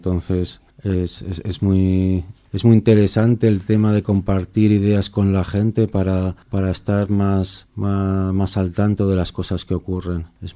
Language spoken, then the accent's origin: Spanish; Zaragoza, Aragon, Spain; also born or lived in Las Palmas de Gran Canaria, Spain / Salamanca, Spain; Yo soy de Zaragoza. He vivido casi siempre aquí, en Zaragoza. Menos unos años que viví en Las Palmas de Gran Canaria y bueno, en Salamanca también he vivido un par de años, pero bueno, casi la mayoría del tiempo aquí en Zaragoza.